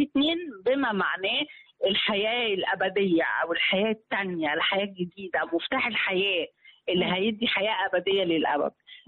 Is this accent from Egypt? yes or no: yes; Egypt; في العادية يعني بتاعتنا احنا كمصريين فرعونيين